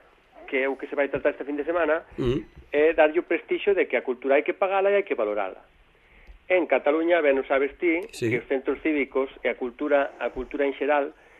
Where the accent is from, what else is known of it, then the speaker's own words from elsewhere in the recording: Galicia, Spain; mira que son galego, pero hai que dicilo, imos sempre por detrás